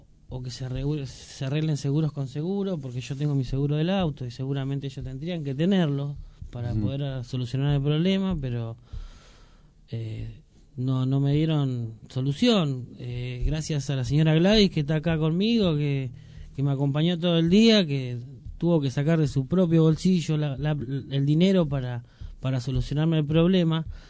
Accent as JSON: {"language": "Spanish", "town": "Moreno", "region": "Buenos Aires Province", "country": "Argentina", "tie": "born there", "said": "yo nací en Moreno y hoy no estoy viviendo en Moreno, pero lo siento como mi ciudad, ¿no?"}